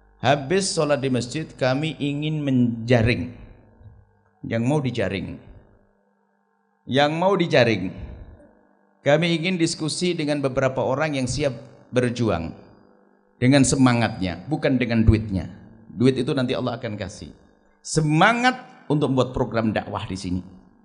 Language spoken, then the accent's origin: Indonesian; East Java, Indonesia; now in West Java, Indonesia; Saya itu dari Jawa Timur, hijrah ke Jawa Barat, dakwah kami di Jawa Barat.